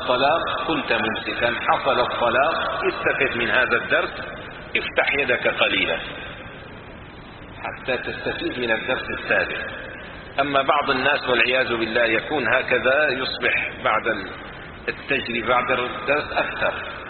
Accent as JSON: {"language": "Arabic", "country": "Syria", "said": "مثلا عندنا في سوريا كان الدولار مثلا 50 ليرة"}